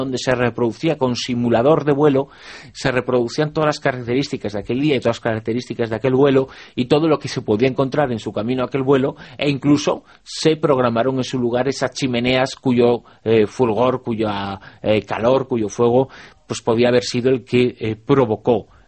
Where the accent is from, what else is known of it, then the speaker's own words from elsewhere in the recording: Zaragoza, Aragon, Spain; yo muy vinculado a la ciudad de Zaragoza desde prácticamente niño, que es mi ciudad de adopción, aunque me siento completamente zaragozano